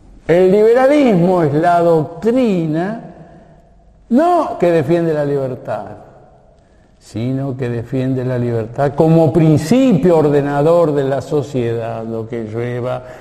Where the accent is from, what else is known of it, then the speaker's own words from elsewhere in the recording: Argentina; somos argentinos y somos católicos.